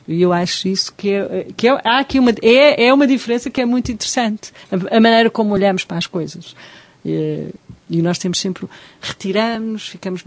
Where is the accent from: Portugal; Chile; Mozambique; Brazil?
Portugal; Nós, portugueses, estamos sempre numa altura.